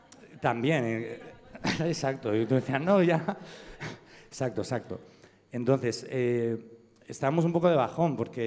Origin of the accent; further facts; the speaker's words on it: Valencian Community, Spain; Ella es madrileña, yo soy valenciano.